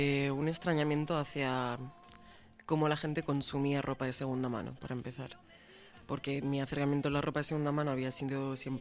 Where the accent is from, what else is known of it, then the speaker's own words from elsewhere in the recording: Balearic Islands, Spain; now in Granada, Spain; Yo soy de Mallorca y al venir a Granada a vivir hace ya 6 años